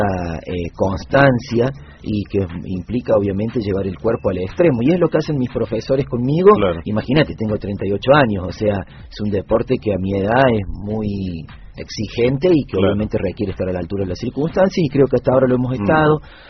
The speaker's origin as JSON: {"language": "Spanish", "region": "Córdoba", "country": "Argentina", "said": "Soy cordobés, mi esposa es catamarqueña."}